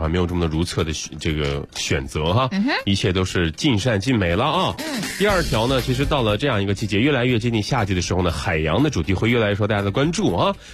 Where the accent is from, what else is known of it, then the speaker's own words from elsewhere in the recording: Chifeng, Inner Mongolia, China; 赤峰，然后呢？大草原